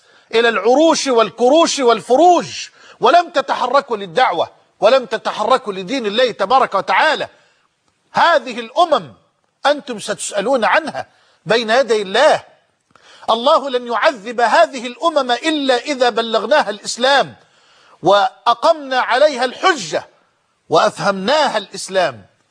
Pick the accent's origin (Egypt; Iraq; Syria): Egypt; وأسأله سبحانه أن يجعل بلدنا مصر أمنا أمانا